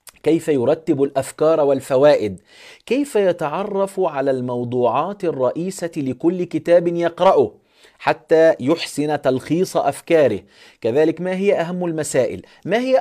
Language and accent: Arabic; Egypt; احنا عندنا في مصر في الكهربائي او النقاش